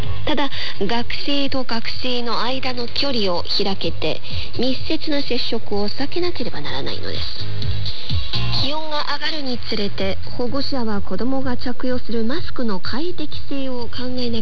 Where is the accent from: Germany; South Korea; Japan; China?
China; Japanese is a second language; 日本の方は私たち中国人よりももっと詳しいと思いますが